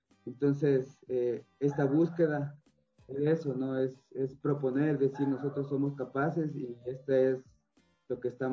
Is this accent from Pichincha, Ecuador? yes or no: yes; Quito, Pichincha, Ecuador; Mis padres, mi familia es de Loja, del sur. Yo soy quiteño, nací aquí, viví aquí